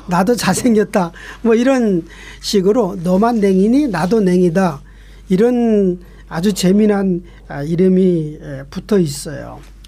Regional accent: Seoul, South Korea; 제가 어렸을 적 살던 그 서울 변두리에서 살았거든요.

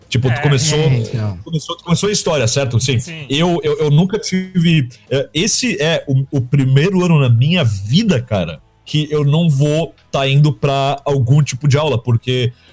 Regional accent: Blumenau, Santa Catarina, Brazil; eu sou de Blumenau, né, pros nossos ouvintes. Se tu vem de uma cidade pequena e tu vai pra uma cidade maior...

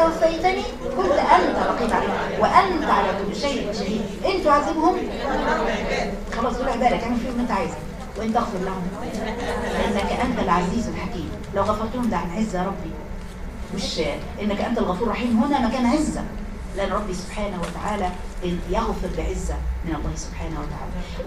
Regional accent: Egypt; وانكرت ان ممكن هنا الشفاء يبقى عندنا في مصر مثلا

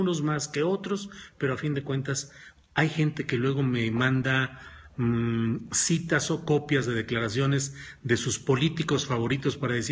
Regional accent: San Luis Potosí, Mexico; also born or lived in Torreón; porque yo nací en Torreón, Coahuila, aunque crecí en San Luis Potosí

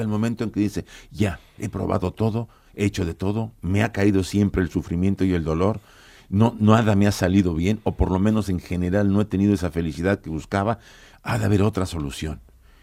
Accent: Mexico; yo vengo de México, ahí los tienen adormilados

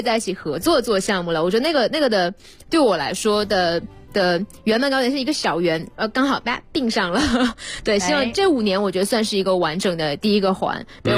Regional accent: Northeast China, China; 我是东北人，东北米也很好

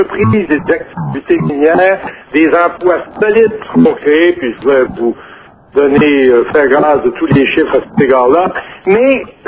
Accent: Quebec, Canada; Et parce que je venais d'Abitibi, en passant

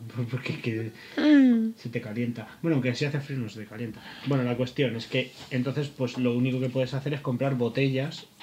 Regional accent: Albacete, Castilla-La Mancha, Spain; Bueno, hice el ridículo como buen albaceteño en Londres.

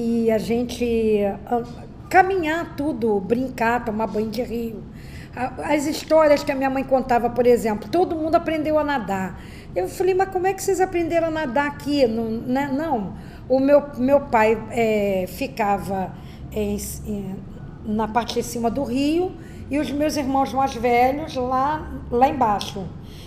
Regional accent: Rio de Janeiro, Brazil; Então, eu sou portelense, porque todas nós fomos criadas ali na Portela.

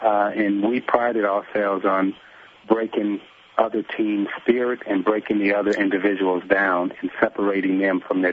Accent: Chicago, Illinois, United States; I grew up in Chicago, so I didn't have a problem fighting any of them.

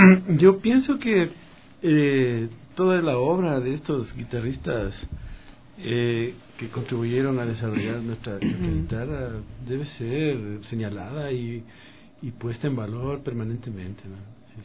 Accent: Ecuador; Yo considero que nuestra manera de ser, de reconocernos como ecuatorianos

